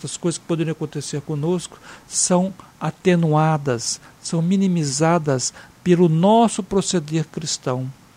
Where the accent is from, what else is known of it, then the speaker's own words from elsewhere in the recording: Espírito Santo, Brazil; Eu me lembro lá no Espírito Santo, minha cidade natal